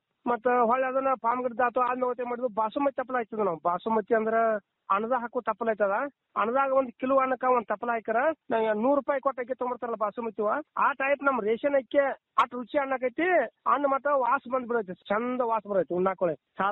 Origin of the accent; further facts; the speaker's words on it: Pamaladinni, Karnataka, India; ನಮ್ಮೂರು ಪಾಮಲದಿನಿ, ಗೋಕಾಕ್ ತಾಲೂಕು, ಜಿಲ್ಲಾ ಬೆಳಗಾವಿ.